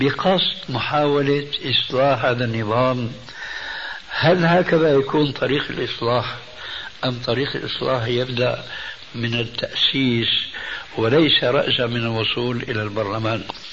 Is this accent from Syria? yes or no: yes; Syria; كما يقولون عندنا في الشام